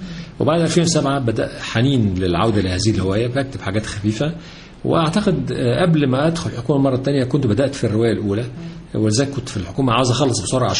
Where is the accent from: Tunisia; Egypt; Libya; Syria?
Egypt; مرتبطة بمستقبلنا كلنا كمصريين